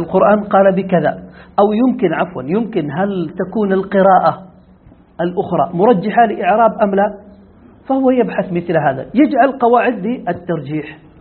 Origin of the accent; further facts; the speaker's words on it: Yemen; ونحن نقول هذا مستعمل عندنا في اليمن كثير،